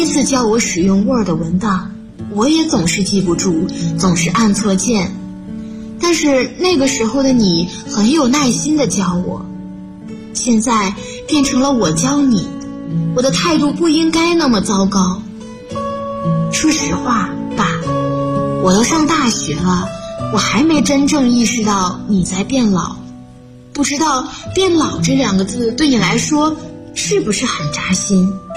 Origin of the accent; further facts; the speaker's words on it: Shenzhen, Guangdong, China; 来自深圳。我在南京大学，距离我的家乡1300公里。